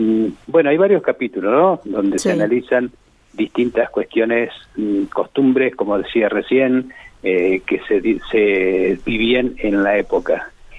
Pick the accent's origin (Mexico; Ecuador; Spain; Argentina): Argentina; La Pampa; importante que nosotros los pampeanos tengamos la memoria del agua